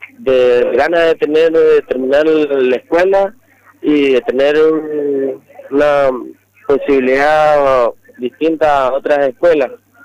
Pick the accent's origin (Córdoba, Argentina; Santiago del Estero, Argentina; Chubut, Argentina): Santiago del Estero, Argentina; La Valle; Sí, soy de La Valle, de Costa de Arauco.